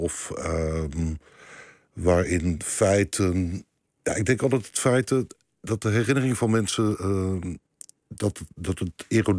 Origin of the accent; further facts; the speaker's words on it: Leiden, South Holland, Netherlands; Ik kom niet uit Rotterdam, maar ik kom uit Leiden.